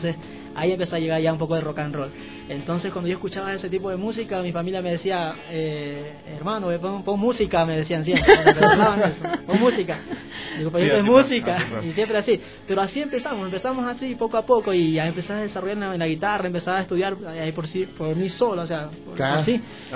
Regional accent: Pedernales, Manabí, Ecuador; vengo de Pedernales, Manabí. Ojalá algún rato conozcan por allá esas playas hermosas.

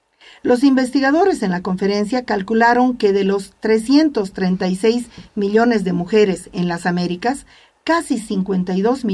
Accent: Bolivia; incluso como ciudadana boliviana

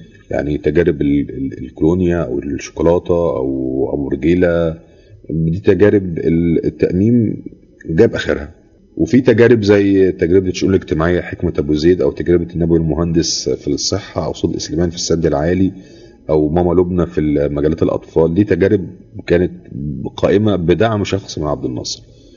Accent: Egypt; حاجه تفصيله في حياتي كمصري وجزء من شخصيتي

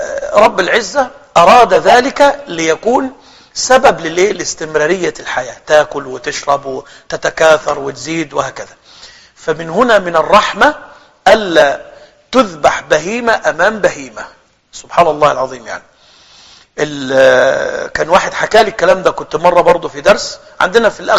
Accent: Egypt; مشهور عندنا في مصر بينطقوا الشهادتين على الذبيحة،

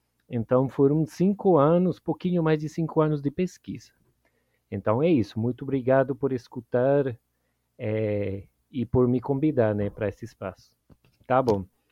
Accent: Costa Rica; Portuguese is a second language; now in Brazil; eu sou da Costa Rica

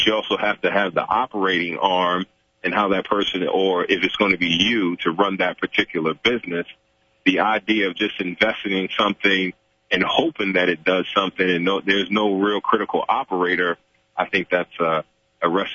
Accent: New York City, New York, United States; An inner city kid growing up in New York City, and went to Catholic school in downtown Manhattan

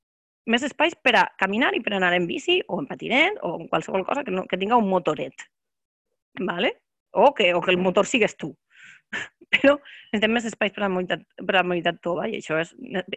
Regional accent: Borriana, Valencian Community, Spain; de ma casa al meu poble, que és Borriana, que està a la província de Castelló.

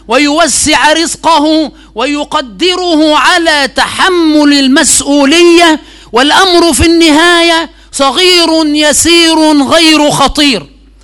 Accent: Egypt; هذه محاولة مني للإلمام بحال بلدنا مصر حفظها الله

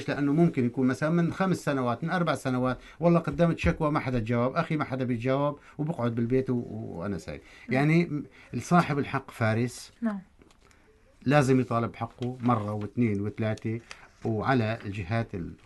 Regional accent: Barmanat al-Mashayekh, Tartus Governorate, Syria; خط برمانة المشايخ اللي هي قريتي

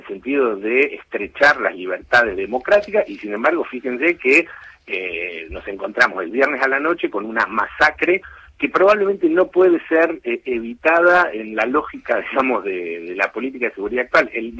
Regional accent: Argentina; nosotros como argentinos esto lo conocemos

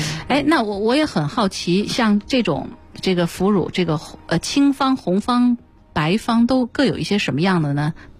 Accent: Fujian, China; 因为我就是福建人

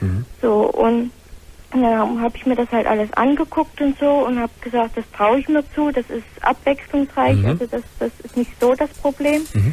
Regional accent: East Germany, Germany; born there; Also ich wohne erstens mal im Schwabenland, bin aber gebürtige Ostlerin.

